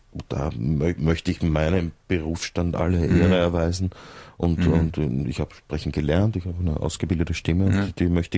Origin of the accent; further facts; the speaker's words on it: Vienna, Austria; du bist doch Österreicher, nicht? Ich komme eigentlich aus Wien.